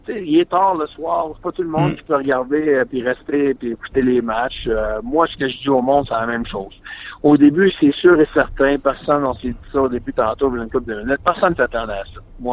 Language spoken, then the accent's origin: French; Quebec, Canada; moi, en tant que Québécois, je vais être bien franc avec toi